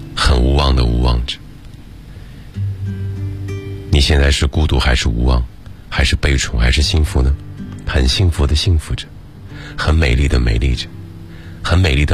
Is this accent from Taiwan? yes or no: no; Shandong, China; 如果我不来到北京，如果我大学毕业就留在了我的故乡山东